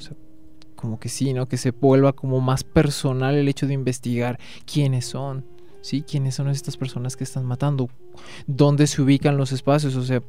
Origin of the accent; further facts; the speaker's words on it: Colombia; todos somos colombianos y todos nos hacemos parte de esta manifestación